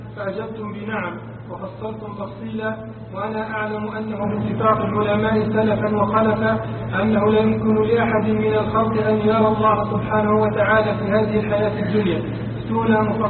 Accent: Egypt; يوجد عندنا في مصر كثيرا من الأضرحة

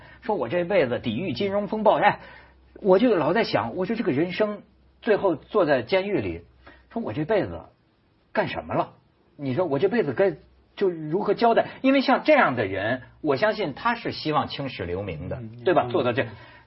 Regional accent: China; 就是我作为一个大陆人，尤其我一说大家都有同感

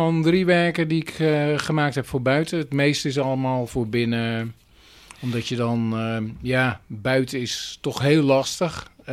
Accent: Rotterdam, South Holland, Netherlands; Eigenlijk kom ik uit Rotterdam.

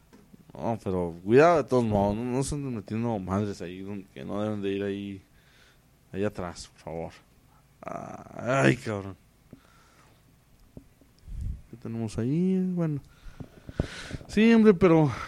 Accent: Ciudad Juárez, Chihuahua, Mexico; Sí, sí, no soy de aquí. ¿De dónde es usted? Vengo de Juárez. ¿De Juárez? Sí, sí, vengo de Juárez.

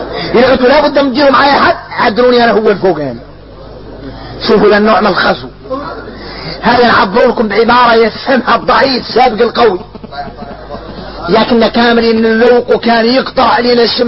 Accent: Mauritania; لكن نحن موريتاني

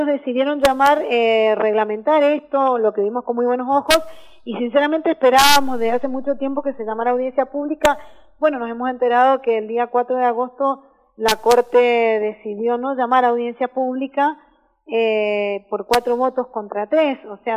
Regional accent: Argentina; Como argentinos sabemos salir adelante

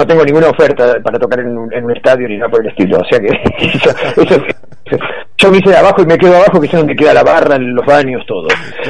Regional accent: Villa Gesell, Buenos Aires Province, Argentina; yo soy de Villa Gesell, que bueno, mucho más chico que Tres Arroyos

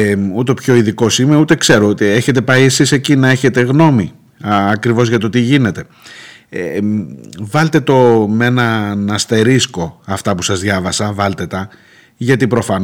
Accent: Ukraine; now in Greece; Εγώ κατάγομαι από εκεί και το 2021 είχα πάει και συνολικά έμεινα 4 μήνες στην πόλη μου.

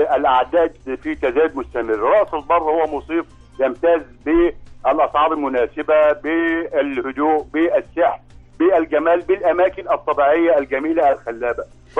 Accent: Damietta Governorate, Egypt; المشبك حضرتك عندنا في دمياط مشبك

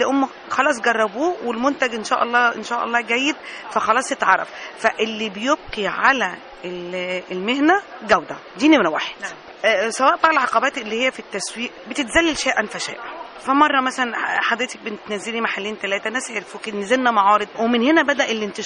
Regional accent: Egypt; انما كحرفيين احنا عندنا في مصر حرفيين ما لهمش حل.

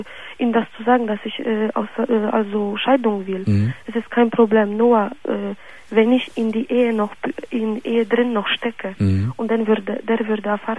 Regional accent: Solingen, North Rhine-Westphalia, Germany; Ich komme aus Solingen

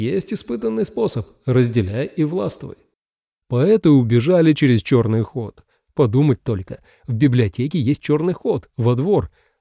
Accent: Sevastopol, Crimea, Ukraine; А я сам из Севастополя, учился в Симферополе.

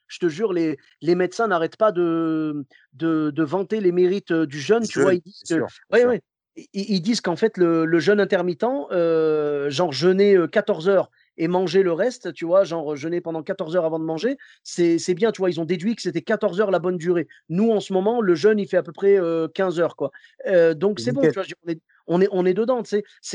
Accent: Clermont-Ferrand, Auvergne-Rhône-Alpes, France; Moi, je viens de Clermont-Ferrand. Tu sais, là-bas, c'est le pays du bleu d'Auvergne.

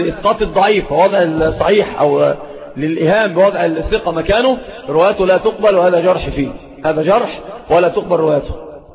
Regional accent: Egypt; سيب بورسعيد دي في القاهرة، يعني عندنا في مصر

